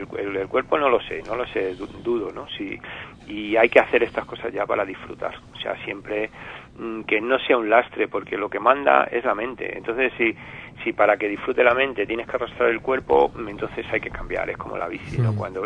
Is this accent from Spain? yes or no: yes; Spain; Yo creo que los españoles somos muy españoles